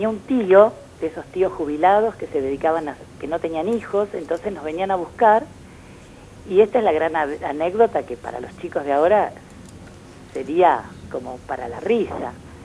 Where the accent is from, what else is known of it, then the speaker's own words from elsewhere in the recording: Junín, Buenos Aires Province, Argentina; Soy de Junín. Junín es una ciudad netamente ferroviaria, por lo menos lo era cuando yo era chica.